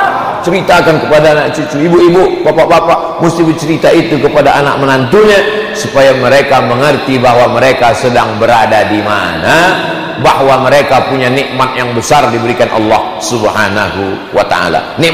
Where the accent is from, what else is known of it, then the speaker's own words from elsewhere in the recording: Yogyakarta, Special Region of Yogyakarta, Indonesia; Dah, kami orang Jogja.